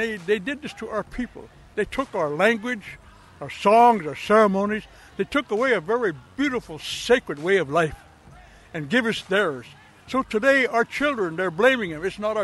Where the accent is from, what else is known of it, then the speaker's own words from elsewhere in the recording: United States; English is a second language; Oh, yeah, I'm from the Dakota, Mirawankin, from Dakota, Oyate.